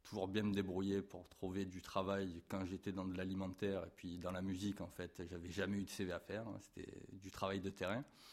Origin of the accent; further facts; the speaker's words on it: Marseille, Provence-Alpes-Côte d'Azur, France; born there; Alors, moi, je suis né à Marseille il y a 40 ans maintenant.